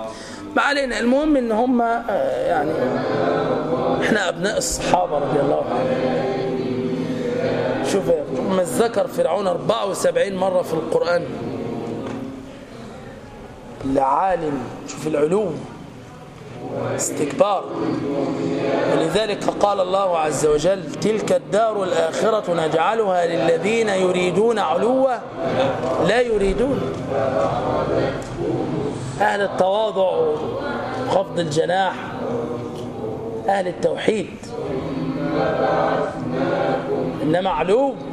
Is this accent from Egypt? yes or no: yes; Egypt; يعني مش عشان احنا مصريين